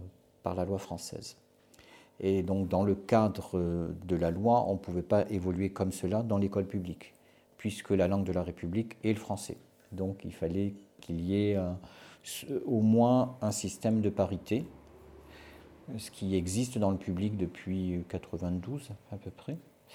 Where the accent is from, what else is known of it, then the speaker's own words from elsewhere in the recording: Canada; born there; Je suis né au Canada.